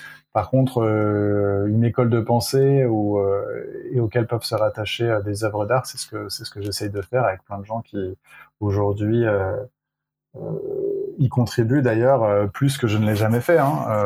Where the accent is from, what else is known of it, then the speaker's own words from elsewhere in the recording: Provence-Alpes-Côte d'Azur, France; also born or lived in Lyon, France; now in Brittany, France; Moi, j'ai grandi dans le sud-est. Je suis né à Lyon et j'ai grandi dans le sud-est, donc vraiment en Provence avec le soleil et les orangers et les oliviers, quoi.